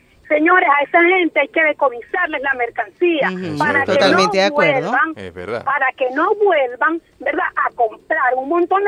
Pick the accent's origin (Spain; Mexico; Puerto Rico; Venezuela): Venezuela; Maracaibo, Zulia; Sin decirte que yo soy de Maracaibo